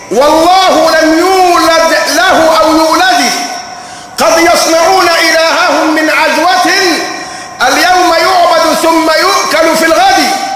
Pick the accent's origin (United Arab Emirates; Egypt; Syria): Egypt; حتى عندنا كمصريين نقول ضرائر